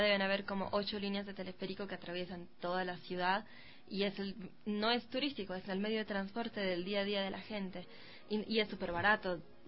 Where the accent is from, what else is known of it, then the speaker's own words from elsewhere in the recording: La Paz, Bolivia; now in Argentina; Bueno, yo soy de La Paz. Me encanta hablar de La Paz.